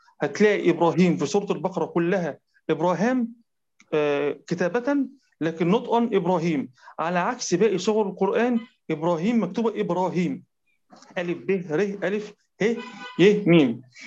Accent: Egypt; حتى عندنا في مصر في الساعه 9 بتوقيت القاهره

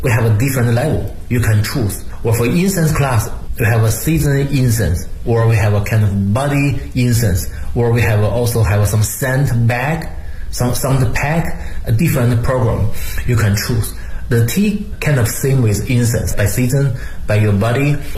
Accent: Beijing, China; I'm from Beijing, I know Beijing a lot.

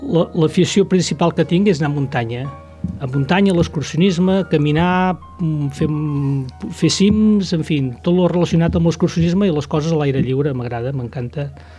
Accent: Sallent, Catalonia, Spain; som d'aquí de tota la vida

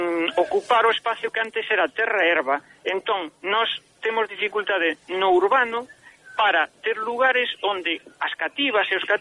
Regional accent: Sanxenxo, Galicia, Spain; eu son de Sanxenxo, en Dorrón, que é unha parroquia de Sanxenxo, chamábamoslle billarda, e en Porto Novo, que está ao lado de Sanxenxo, pateiro xa.

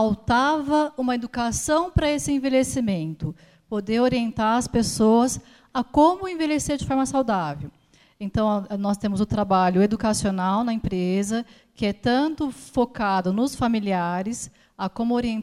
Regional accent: São Paulo, Brazil; born there; now in Campinas, Brazil; eu sou de Campinas, Nasci aqui em São Paulo, mas moro lá já há 20 anos.

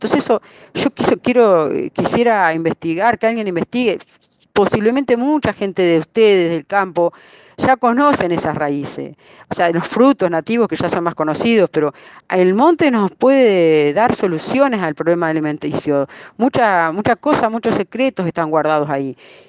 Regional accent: Uruguay; Esta identidad que tenemos también como uruguayos

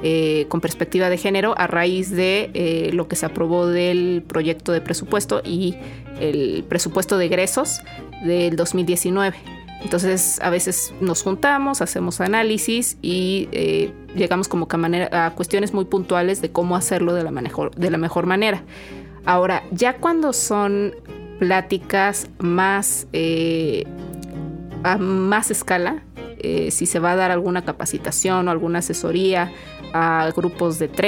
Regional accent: Xalapa, Veracruz, Mexico; also born or lived in United States; Yo soy originaria de Xalapa. Nunca fue mi idea quedarme después de la maestría en Estados Unidos. Siempre pensé en regresar y regresar específicamente a mi ciudad de origen

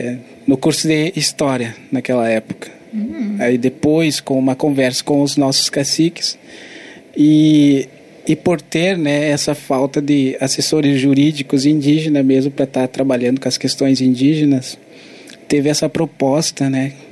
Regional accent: Rio Grande do Sul, Brazil; sou do povo Caigangue. A minha aldeia fica no Norte Gaúcho. Né, que fica, a aldeia, o nome da aldeia é Rio da Várzea.

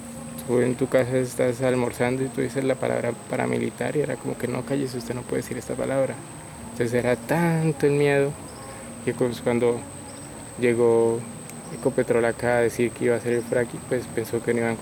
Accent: Colombia; Es esa dificultad que hemos tenido como colombianos de escucharnos, de dialogar.

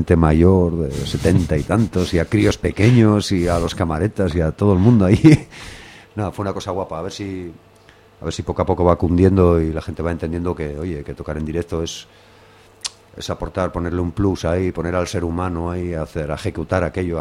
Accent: Gijón, Asturias, Spain; Somos buena gente, ¿eh? Somos blancos, somos de Cimavía y de La Calzada, pero somos buena gente.

